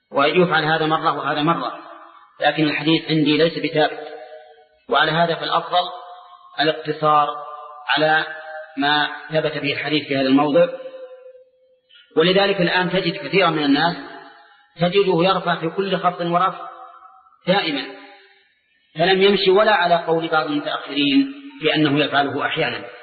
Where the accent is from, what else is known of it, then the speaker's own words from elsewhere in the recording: Saudi Arabia; كما يوجد عندنا في السعودية